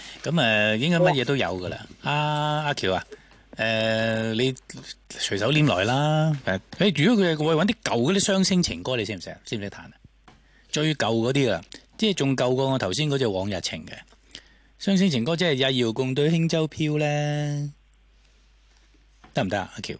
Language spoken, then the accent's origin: Cantonese; China; 尤其是我哋中國人可以溝通，真係開心啦